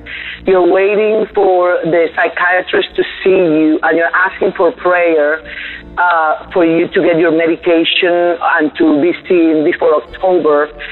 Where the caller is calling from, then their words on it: Texas, United States; I'm calling from South Texas.